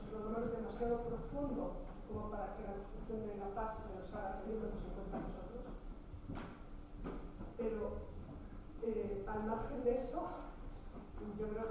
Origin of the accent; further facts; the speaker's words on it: Mondragón, Basque Country, Spain; Yo crecí en Mondragón, cuna de muchas etapas